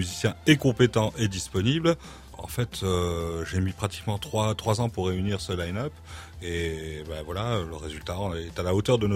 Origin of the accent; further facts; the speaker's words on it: Grand Est, France; Je suis originaire de Lorraine, comme je l'ai expliqué tout à l'heure hors antenne. Et quand je suis arrivé dans le sud